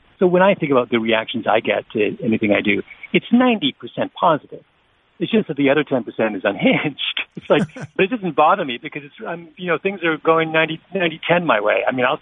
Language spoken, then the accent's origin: English; Canada; I mean, I'm a Canadian, really